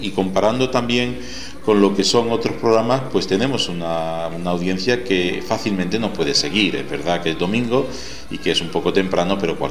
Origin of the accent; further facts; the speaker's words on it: Úbeda, Andalusia, Spain; mi infancia, nacido y criado en Úbeda, en la provincia de Jaén, y todavía le tengo mucho cariño a mi tierra